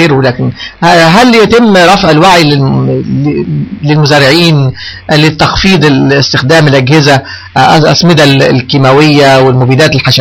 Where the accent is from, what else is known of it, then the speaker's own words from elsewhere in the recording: Luxor, Luxor Governorate, Egypt; انا احد ابناء الاقصر كما تعلم، وكنت في صغري ارى العربيات الكبرى بتاعه التصدير